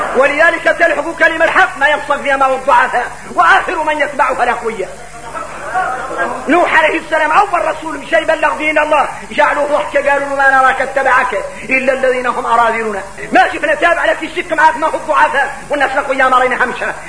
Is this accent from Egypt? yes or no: no; Mauritania; غير احنا موريتاني الواحد منا اللي يقرأ القرآن يتفلو عليك العين